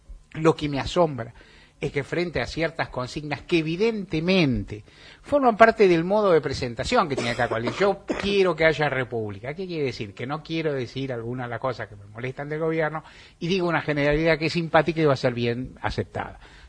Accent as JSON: {"language": "Spanish", "country": "Argentina", "said": "todos somos argentinos"}